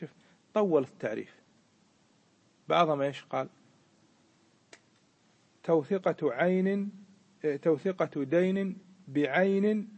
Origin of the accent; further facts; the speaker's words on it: Kuwait; مثل ما حصل عندنا في الكويت قبل الغزو